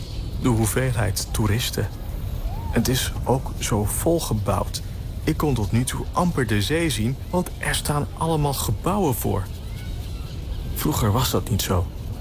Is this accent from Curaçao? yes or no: yes; Curaçao; Vroeger, toen ik klein was en op Curaçao woonde, gingen we vaak met familie voor een weekendje naar Bonaire.